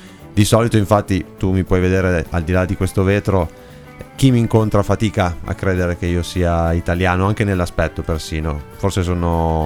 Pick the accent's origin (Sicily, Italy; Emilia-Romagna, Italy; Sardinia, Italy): Emilia-Romagna, Italy; Parma; la carenza di un prodotto di questo genere dalle nostre parti, nella zona appunto di Parma, dalla quale non è mai uscito moltissimo.